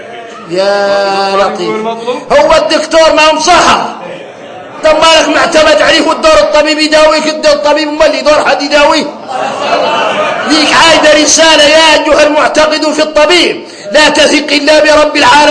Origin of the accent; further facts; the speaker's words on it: Mauritania; نحن موريتاني عندنا الأحوال عندنا الأحوال